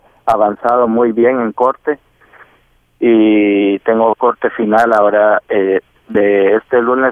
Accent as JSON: {"language": "Spanish", "country": "Guatemala", "lives_now": "United States", "said": "Soy guatemalteco. Uh-huh. Tengo... ya 14 años en este país."}